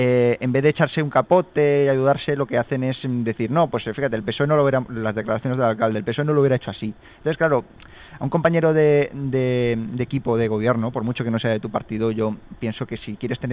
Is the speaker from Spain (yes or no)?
yes; Alicante, Valencian Community, Spain; Porque yo como alicantino me sentía bastante avergonzado